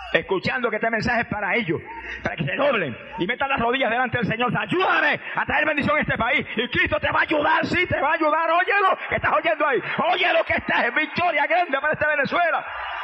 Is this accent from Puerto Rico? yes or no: yes; Puerto Rico; Yo era una estrella en el deporte en mi país. Campeón de levantamiento de pesa, peso medio por años y años. Mister Puerto Rico y Mister Norteamérica en fisicultura.